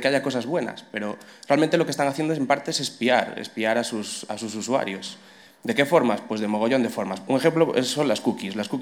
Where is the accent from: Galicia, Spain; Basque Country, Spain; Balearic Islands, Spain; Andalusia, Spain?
Galicia, Spain; first language Galician; Spanish is a second language; Me da igual, yo soy gallego hablante.